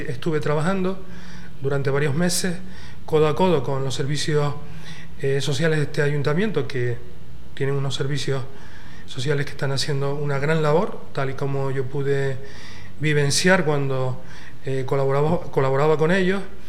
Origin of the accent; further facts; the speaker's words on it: Canary Islands, Spain; now in Ecuador; yo soy español, vivo en unas islas que están al lado del Sáhara, en una comunidad que se llama Comunidad Canaria.